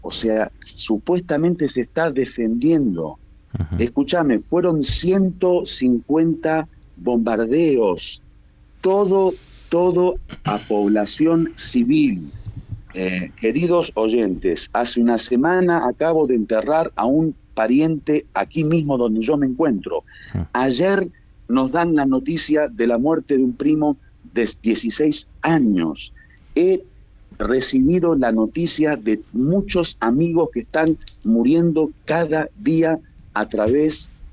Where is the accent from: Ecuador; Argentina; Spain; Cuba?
Argentina; also born or lived in Iran; now in Lebanon; Sí, soy argentino, viví del 95 al 98 en el Líbano y desde el 98 que vivo en Irán, pero ahora por cuestiones laborales me encuentro momentáneamente nuevamente en el Líbano.